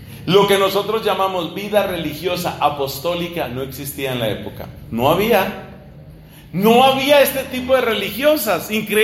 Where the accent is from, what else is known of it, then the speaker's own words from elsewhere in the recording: Colombia; eso también sucedió en mi país, en Colombia